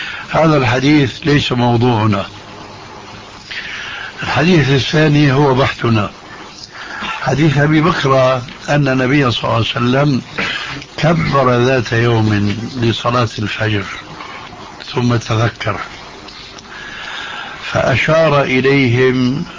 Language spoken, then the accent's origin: Arabic; Syria; وكما يقول عندنا في سوريا: نحط رجلنا بماء بارد